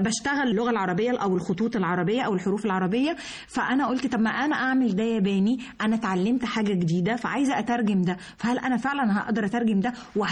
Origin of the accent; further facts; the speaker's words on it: Dahshur, Giza Governorate, Egypt; born there; وواصل السرابيوم واصل ما بين سقاره مترهينة دهشور مسقط راسي وليا الشرف